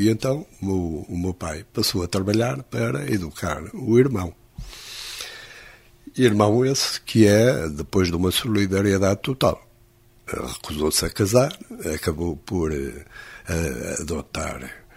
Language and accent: Portuguese; Coimbra, Centro, Portugal; Eu fui criado em Coimbra, depois aqui com o internato.